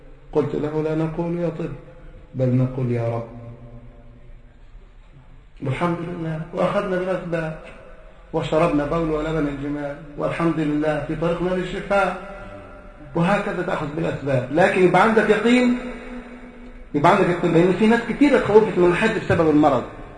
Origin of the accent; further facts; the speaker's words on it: Egypt; احنا عندنا في مصر وصلت 5000 وشوية يورو